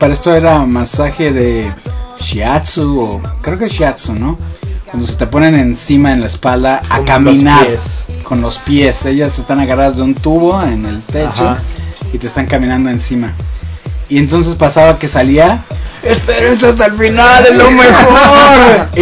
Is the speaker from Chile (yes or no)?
no; Mexico; Pero siendo mexicanos, siendo como somos